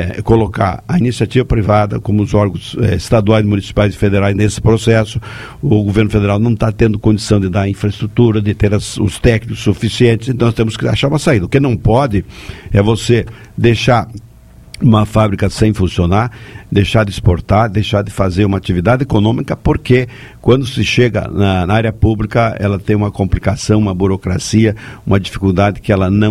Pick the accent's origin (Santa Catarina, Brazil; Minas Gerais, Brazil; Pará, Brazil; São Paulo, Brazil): Santa Catarina, Brazil; Chapecó; como catarinense, como chapecoense